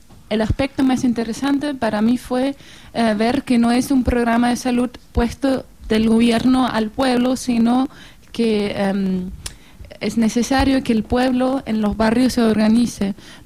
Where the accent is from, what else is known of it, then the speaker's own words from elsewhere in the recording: Germany; Spanish is a second language; también miembro de Brigada, soy de Alemania también.